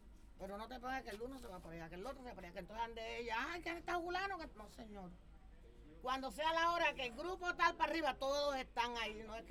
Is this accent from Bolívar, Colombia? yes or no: yes; San Cayetano, Bolívar, Colombia; Ni en San Cayetano, que es mi tierra.